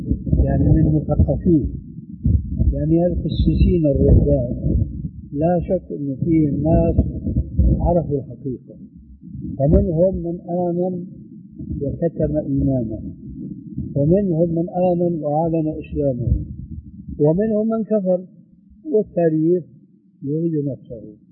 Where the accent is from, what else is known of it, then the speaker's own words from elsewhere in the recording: Damascus, Damascus Governorate, Syria; راحت أيام وإجت أيام كما يقولون عندنا في الشام